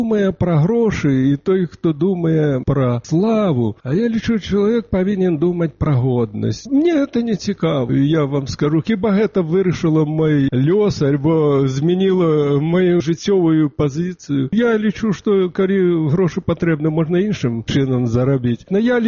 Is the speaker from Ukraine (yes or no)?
yes; Ukraine; Belarusian is a second language; Тут уже вызначалі, што я з Украіны, а мені так спадабалася мова. Я разумею, што ў мяне можа быць діалект.